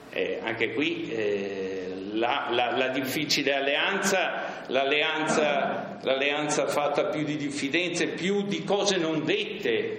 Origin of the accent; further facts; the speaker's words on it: Bolzano, Trentino-Alto Adige, Italy; io sono cresciuto, vissuto a Bolzano.